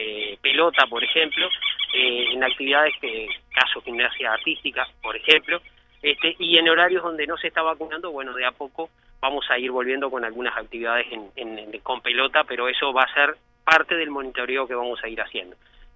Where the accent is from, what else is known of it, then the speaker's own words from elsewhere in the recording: San Carlos, Maldonado, Uruguay; born there; also born or lived in Garzón; yo, si bien soy nacido en San Carlos, viví mucho tiempo en Garzón